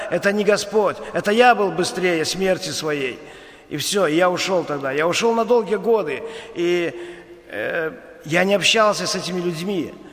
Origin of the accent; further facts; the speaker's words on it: Ivatsevichy, Brest Region, Belarus; born there; now in Baranovichi, Belarus; Я сам отсюда, с Баранович. Я родился в Ивацевичах, но после армии переехал сюда. Женился, жил здесь.